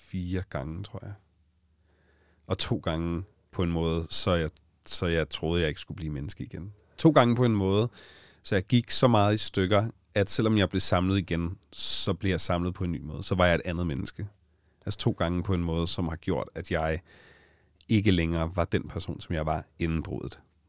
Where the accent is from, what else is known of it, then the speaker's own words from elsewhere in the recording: Allinge, Capital Region of Denmark, Denmark; og ikke bare i Allinge, hvor jeg kommer fra, men på hele øen